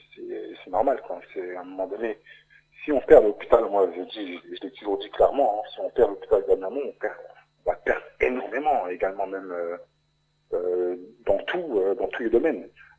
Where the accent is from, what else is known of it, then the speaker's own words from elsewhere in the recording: Remiremont, Grand Est, France; born there; je suis né à Armermont également.